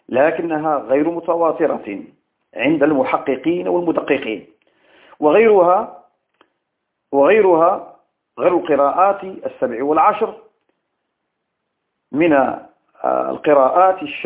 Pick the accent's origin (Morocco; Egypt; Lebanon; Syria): Morocco; عندنا بالمغرب الحبيب حفظه الله من كيد الكائدين ومكر الماكرين